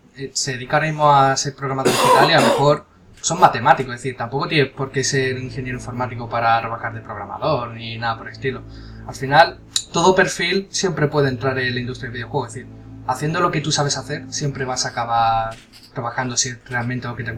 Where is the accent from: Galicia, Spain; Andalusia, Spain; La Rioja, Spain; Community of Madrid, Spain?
Andalusia, Spain; Seville; nosotros somos de Sevilla